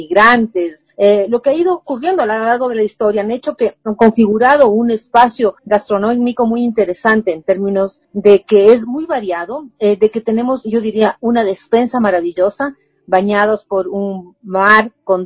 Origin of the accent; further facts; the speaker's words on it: Ecuador; quizás nosotros como ecuatorianos no nos hemos creído mucho sobre el valor de nuestra cocina